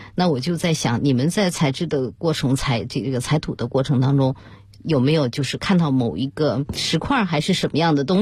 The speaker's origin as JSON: {"language": "Chinese", "region": "Shanxi", "country": "China", "tie": "born or raised there", "said": "我是来自山西，我从小对煤太熟悉了。"}